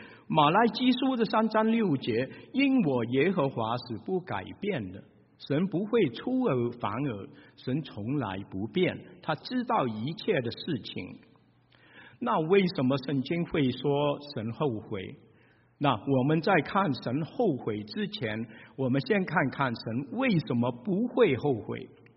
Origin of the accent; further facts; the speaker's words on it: Shanghai, China; 我们上海人就会说，哎呀，哦咯子哦咯的嘞，哦咯死了，这个就是上海话，就是后悔。